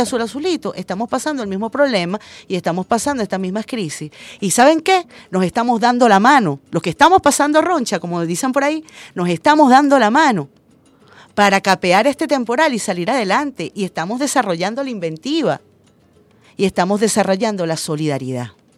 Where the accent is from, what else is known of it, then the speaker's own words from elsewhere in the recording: Venezuela; todos somos venezolanos y todos estamos pasando roncha.